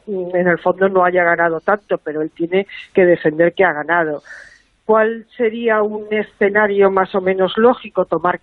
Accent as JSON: {"language": "Spanish", "country": "Spain", "said": "como pudiéramos ser tú o yo, como españoles, ¿no?"}